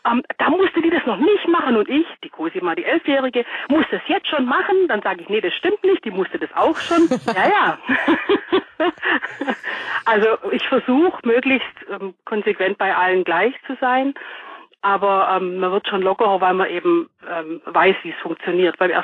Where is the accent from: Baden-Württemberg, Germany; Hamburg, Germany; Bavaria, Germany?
Baden-Württemberg, Germany; Echterdingen; also born or lived in Kirchheim unter Teck; Ich komme aus Echterdingen, gebürtig in Kirchheim-Teck, aber ich bin Donauschwäbin.